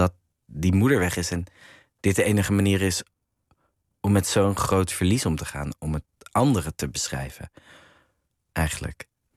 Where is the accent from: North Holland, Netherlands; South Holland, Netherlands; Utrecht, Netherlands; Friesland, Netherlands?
North Holland, Netherlands; Amsterdam; Dus ik kom uit Amsterdam, maar niet zo'n grachtengordel opvoeding.